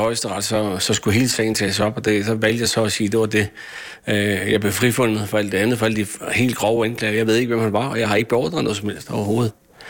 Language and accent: Danish; Slagelse, Zealand, Denmark; Gammel dreng her fra Slagelse. Da jeg gik i skole her i Slagelse